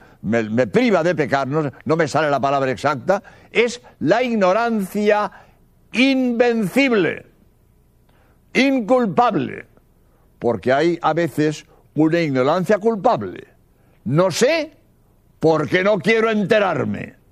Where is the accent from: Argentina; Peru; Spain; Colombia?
Spain; soy jesuita español